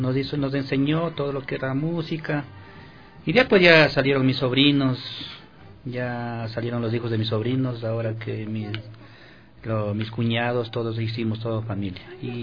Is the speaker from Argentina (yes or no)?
no; Chimborazo, Ecuador; Chimborazo porque soy nativo de ahí, de Chimborazo.